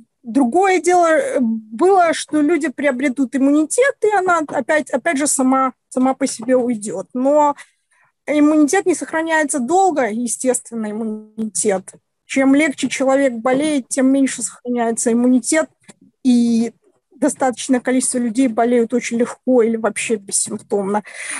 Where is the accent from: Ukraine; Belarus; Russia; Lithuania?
Belarus